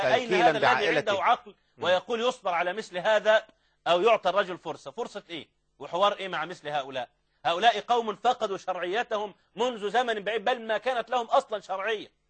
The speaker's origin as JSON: {"language": "Arabic", "country": "Egypt", "said": "ده في كامب ديفيد عندنا في مصر"}